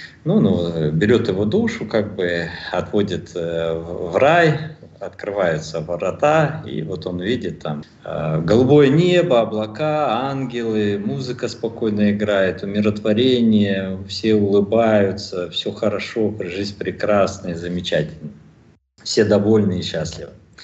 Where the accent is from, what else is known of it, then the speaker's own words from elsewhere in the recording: Almaty, Kazakhstan; moved away; also born or lived in Kaliningrad, Russia; Я в то время, кстати, жил в Казахстане. Вернее, я родился и вырос в Казахстане, в Алма-Ате. А потом 2,5 года жил в Калининграде